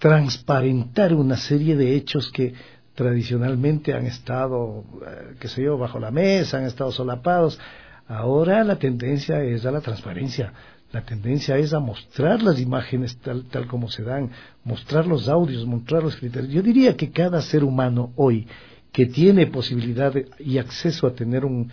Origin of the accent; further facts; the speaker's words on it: Guayaquil, Guayas, Ecuador; Yo escuchaba de niño … Guayaquil.